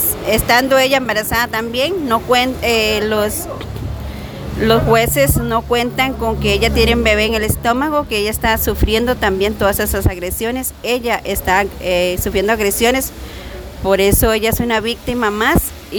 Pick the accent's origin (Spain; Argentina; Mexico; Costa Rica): Costa Rica; Pérez Zeledón, San José; soy de Pérez Zeledón.